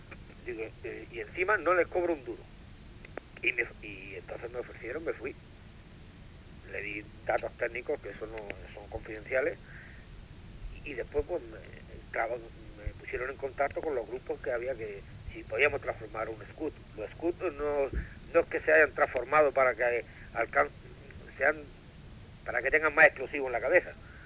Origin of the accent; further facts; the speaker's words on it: Spain; Solamente que soy español.